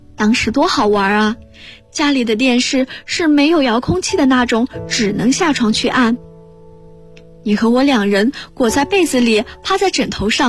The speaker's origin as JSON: {"language": "Chinese", "town": "Zhangjiakou", "region": "Hebei", "country": "China", "lives_now": "Nanjing, China", "said": "来自河北张家口，我在南京大学，距离我的家乡1216.1公里。"}